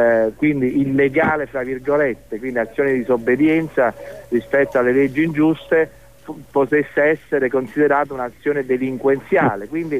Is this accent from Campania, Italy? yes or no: yes; Naples, Campania, Italy; Io sono napoletano